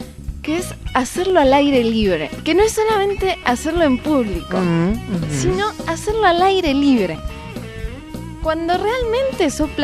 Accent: Argentina; Y estoy muy española y soy argentina.

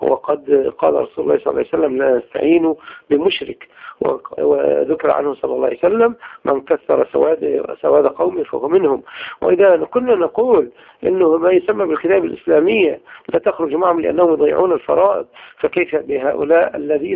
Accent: Egypt; عندنا في مصر التكفير والإخوان

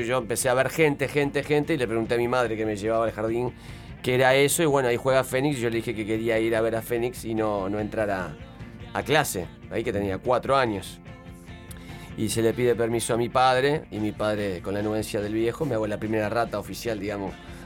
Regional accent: Montevideo, Uruguay; yo nací en Capurro.

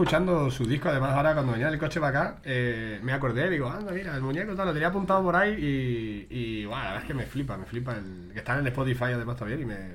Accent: Badajoz, Extremadura, Spain; now in Madrid, Spain; Yo soy de Badajoz. Y llevo aquí, no sé, 8 años en Madrid

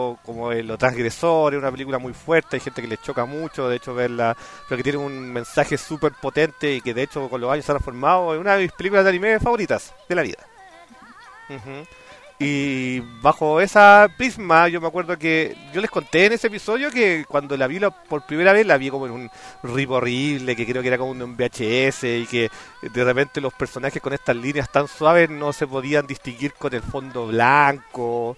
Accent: Chile; Sí, no, y acá como chileno debe ser como algo muy obvio.

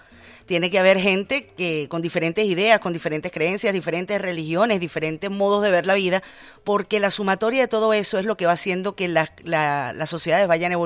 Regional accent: Venezuela

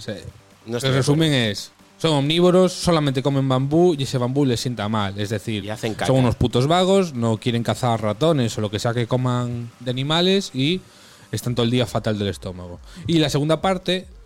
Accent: North West England, United Kingdom; accent: Mancunian; mi acento es muy mancunian, es muy del norte

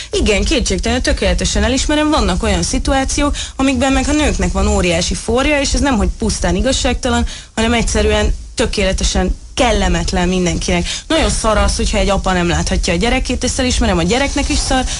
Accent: Szabolcs-Szatmár-Bereg, Hungary; vagy azért, mert nő vagyok, vagy azért, mert szabolcsi vagyok.

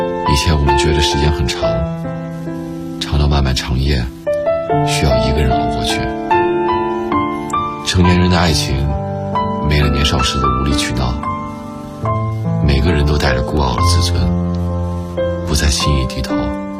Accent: Shandong, China; now in Beijing, China; 我来自山东，现在在北京读书，今年20岁，金牛座。

